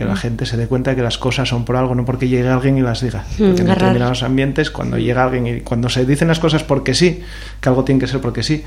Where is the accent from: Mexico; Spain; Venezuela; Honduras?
Spain; Prendes, Asturias; Yo me crié aquí al lado, en Prendes.